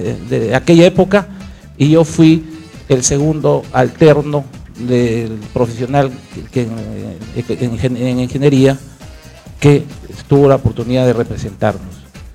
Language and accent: Spanish; Talara, Piura, Peru; Soy hijo de padres piuranos. Yo vengo y provengo de Piura, Talara. Yo soy talareño. Estudié en la escuelita Callao, en la antigua y vieja escuelita Callao de la familia Leiva